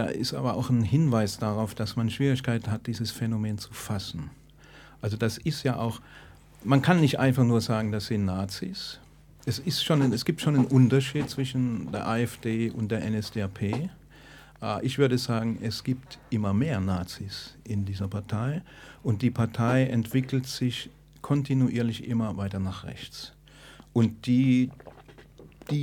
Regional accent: Stuttgart, Baden-Württemberg, Germany; ich komme aus Stuttgart. Ich bin Mensch sei Dank jetzt Rentner

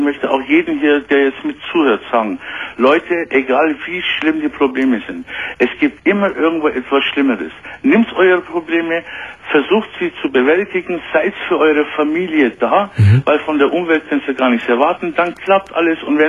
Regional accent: Turkey; moved away; ich bin im Heim aufgewachsen, ich komme aus der Türkei, meine Mama hat mich hergeholt im Heim.

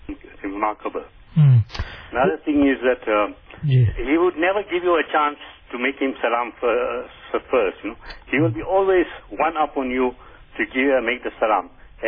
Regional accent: Benoni, Gauteng, South Africa; I'm originally from Benoni, and I'm now residing in King Ross.

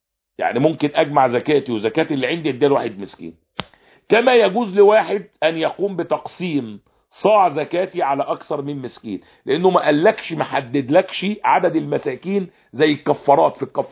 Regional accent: Egypt; ويا عم ما فيش حد عندنا في مصر بياكل اقط

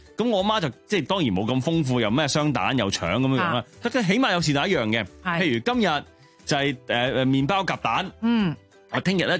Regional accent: Hong Kong; 老实讲啊，而家我哋香港人有几好约一个人食早餐啊？

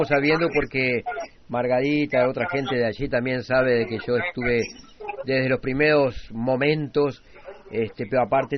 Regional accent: Uruguay; desgraciadamente soy uruguayo

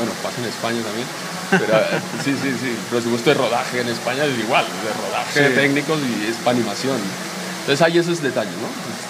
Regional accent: Bogotá, Colombia; y soy colombiano, de Bogotá.

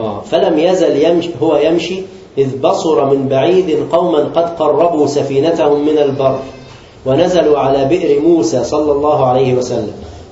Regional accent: Egypt; الكوسة دي عندنا في مصر

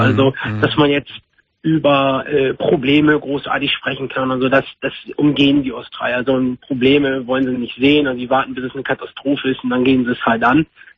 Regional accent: Northern Germany, Germany; also ich komme aus dem Norden Deutschland.

